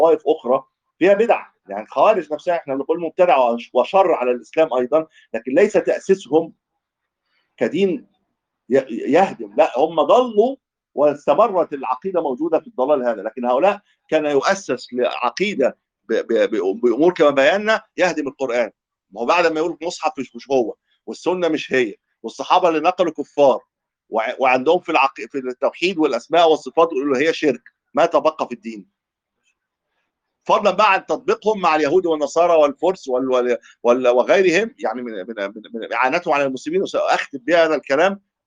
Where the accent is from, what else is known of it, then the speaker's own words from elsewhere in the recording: Egypt; ودول ايضا كان لهم تواجد عندنا في مصر